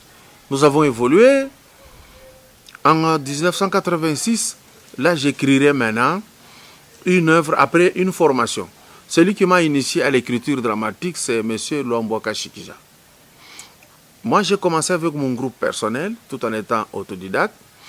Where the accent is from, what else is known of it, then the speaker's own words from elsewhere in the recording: Lubumbashi, Haut-Katanga, DR Congo; now in Kinshasa, DR Congo; Je suis né à Lubumbashi. J'y ai grandi. Je suis arrivé à Kinshasa un peu plus vieux, 98 que je suis là.